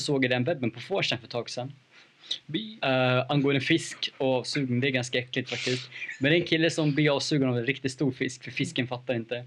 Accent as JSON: {"language": "Swedish", "town": "Eskilstuna", "region": "Södermanland", "country": "Sweden", "said": "Jag kommer från Eskilstuna"}